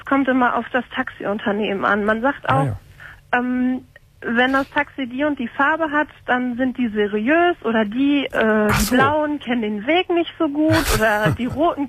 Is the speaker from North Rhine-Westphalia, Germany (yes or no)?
yes; Lippstadt, North Rhine-Westphalia, Germany; now in Cologne, Germany; Aber gebürtig komme ich aus Lippstadt